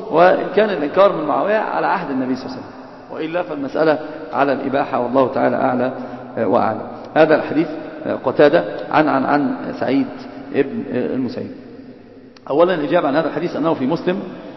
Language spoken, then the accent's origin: Arabic; Alexandria, Alexandria Governorate, Egypt; بكلة دي عندنا في اسكندرية منطقة اسمها بكلة